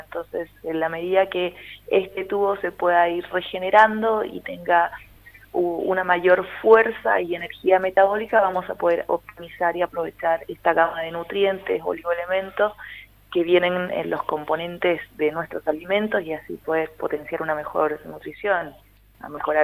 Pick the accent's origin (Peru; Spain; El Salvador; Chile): Chile; vengo desde Chile. Estoy en una gira por Argentina de talleres